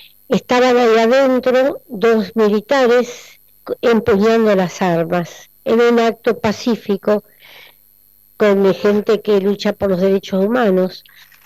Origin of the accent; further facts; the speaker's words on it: Argentina; el gran compromiso nuestro como argentinos